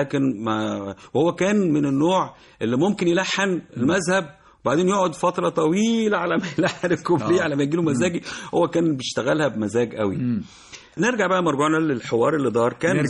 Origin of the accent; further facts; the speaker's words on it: Zagazig, Sharqia Governorate, Egypt; من الزقازيق من حي الحسينيه بيني وبينه 4 شوارع بالظبط.